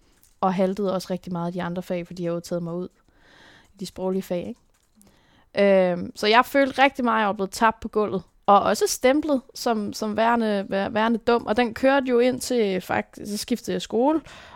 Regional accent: Tisvilde, Capital Region, Denmark; Men jeg er opvokset i Tisvilde, og det var bare en af de smukkeste dele af mit liv.

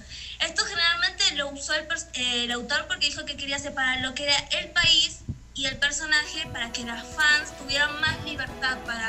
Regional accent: Argentina; yo no sabía que había, por ejemplo, en mi país. En Buenos Aires se realizó uno en la zona de Capital

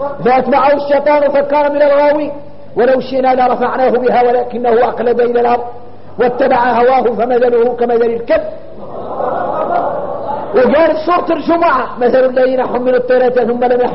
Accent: Mauritania; احنا موريتاني واحنا موريتاني غريبين

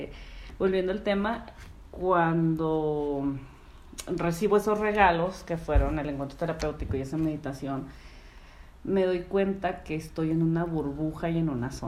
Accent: Tijuana, Baja California, Mexico; yo soy de Tijuana. Yo nací allá, crecí allá y he estado el 90% de mi vida en Tijuana. O sea, sí he vivido como temporalmente en otros lugares.

